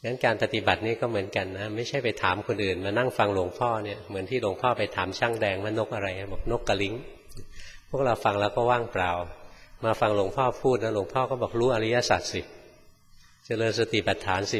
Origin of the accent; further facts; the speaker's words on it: Bangkok, Thailand; หลวงพ่อเป็นคนกรุงเทพเกิดในกรุงเทพนะโตอยู่ในกรุงเทพจนแก่อยู่ในกรุงเทพ